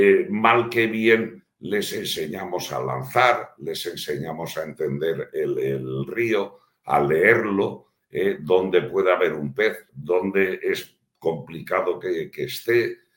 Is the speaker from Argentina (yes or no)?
no; Valencia, Valencian Community, Spain; Mira, aquí a mí además me gusta presumir de mi tierra. Aquí en Valencia tenemos en el Club de Bugarra una escuela de pesca.